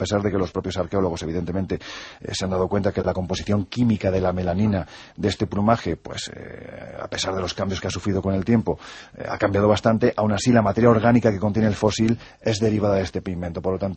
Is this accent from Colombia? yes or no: no; Andalusia, Spain; Yo vuelvo a repetir, soy andaluz sin gracia, es decir, lo tengo clarísimo, ¿no?